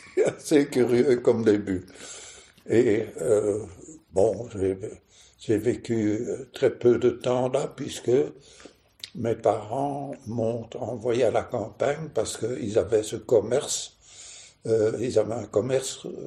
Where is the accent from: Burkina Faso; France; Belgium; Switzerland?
Belgium; Brussels; born there; Je suis né à Bruxelles. Et d'abord, le lieu de naissance est assez amusant parce que je suis né à Impasse des Travailleurs, c'est à Bruxelles